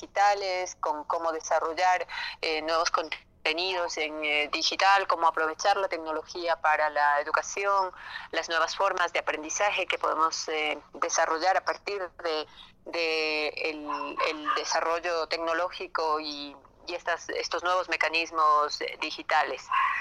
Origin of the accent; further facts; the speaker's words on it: Ecuador; las necesidades que tenemos nosotros como ecuatorianos